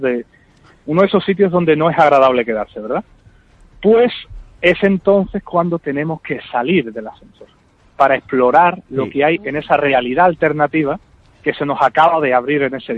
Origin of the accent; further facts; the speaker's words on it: Seville, Andalusia, Spain; Esta palabra a los que somos de aquí de Sevilla nos cuesta un poquito, pero bueno.